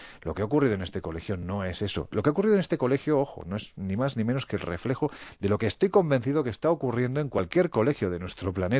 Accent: Andalusia, Spain; Sí, yo soy andaluz, a mí me da miedo.

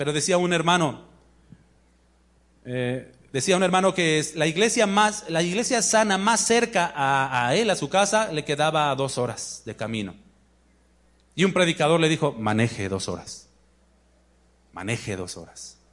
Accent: Mexico City, Mexico; Yo vengo de la Ciudad de México.

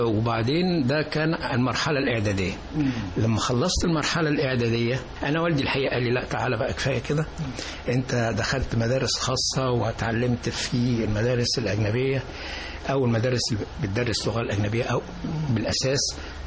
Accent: Sharqia Governorate, Egypt; احنا ربعمية بقى وكفر حسين. لا كفر أبو حسين.

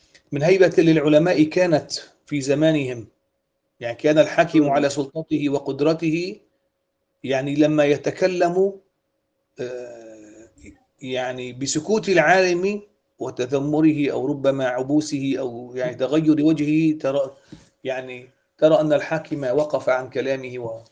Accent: Syria; عندنا في سوريا مثلا خناصرة

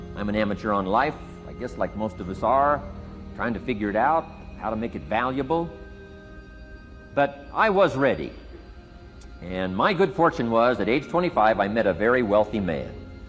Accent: Idaho, United States; I grew up in Idaho, farm country, southwest corner of Idaho.

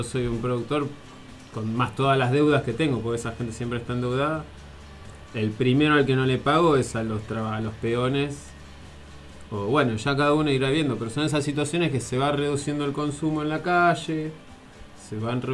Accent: Buenos Aires, Argentina; yo vengo de la ciudad de Buenos Aires

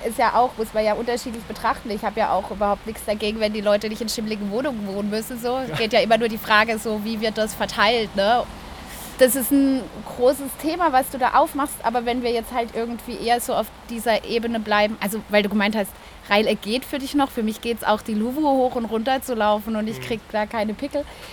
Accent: Southwest Germany, Germany; also ich komme aus dem Südwesten

